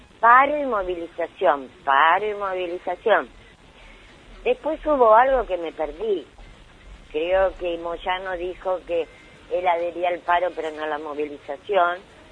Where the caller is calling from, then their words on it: Caballito, Buenos Aires, Argentina; de Caballito.